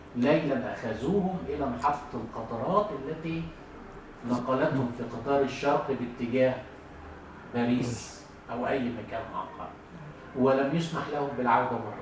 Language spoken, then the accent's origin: Arabic; Egypt; يعني هو بالتأكيد كان زي الأخ اللي عندنا في مصر